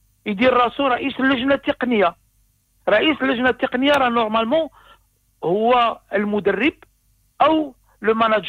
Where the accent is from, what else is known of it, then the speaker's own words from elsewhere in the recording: Morocco; العكس العكس اللي كيطرح عندنا في المغرب